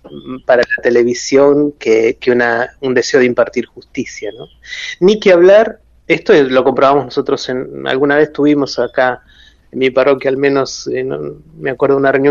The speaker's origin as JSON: {"language": "Spanish", "region": "Buenos Aires", "country": "Argentina", "tie": "born there", "said": "yo soy de la clase media porteña, yo nací en Buenos Aires, en el barrio de Caballito"}